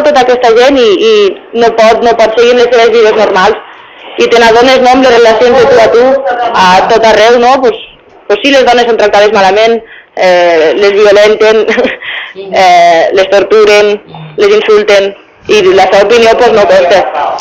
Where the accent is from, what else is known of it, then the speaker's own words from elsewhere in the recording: Catalonia, Spain; i jo, pues, soc de Catalunya, no? Vaig néixer allí, i allí parlem un altre idioma, i també es parla el castellà, no?